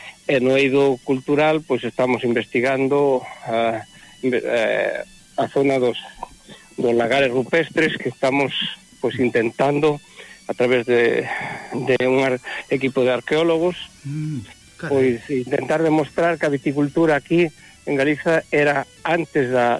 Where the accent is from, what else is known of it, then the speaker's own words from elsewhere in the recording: Galicia, Spain; dicennos que somos os portugueses do norte. Eu digo que eles son os galegos do sur.